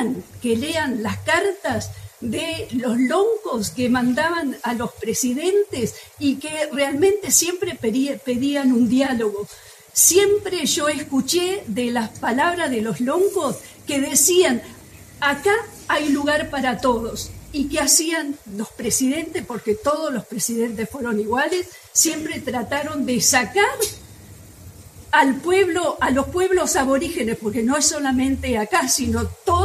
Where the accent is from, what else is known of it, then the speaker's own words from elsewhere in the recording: Esquel, Chubut, Argentina; yo soy de Esquel y sé que más de uno de los de acá que viven en Esquel